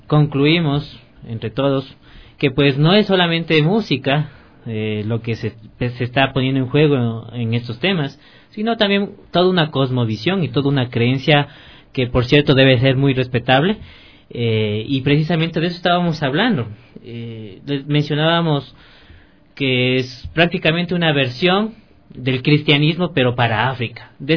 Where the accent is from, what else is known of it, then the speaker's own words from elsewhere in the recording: Ecuador; como ecuatorianos, pues estamos ubicados en un contexto muy distinto